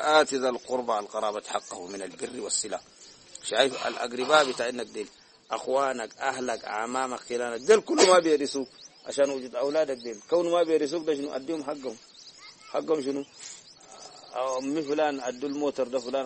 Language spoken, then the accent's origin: Arabic; Sudan; دي أحسن تبايع موجود عندنا في السودان